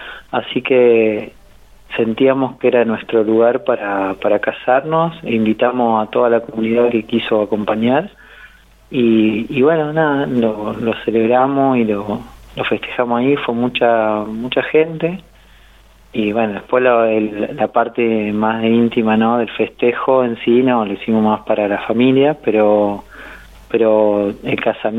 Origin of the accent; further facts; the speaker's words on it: Caleufú, La Pampa, Argentina; now in General Pico, Argentina; yo soy de Calufú, pero hace muchos años ya que estoy acá en General Pico, estoy viviendo hace más de 20 años acá, así que ya me siento más parte de General Pico.